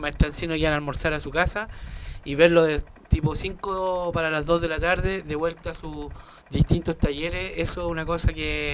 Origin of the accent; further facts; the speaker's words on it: San Bernardo, Santiago Metropolitan Region, Chile; Nací y criado en San Bernardo, familia criado.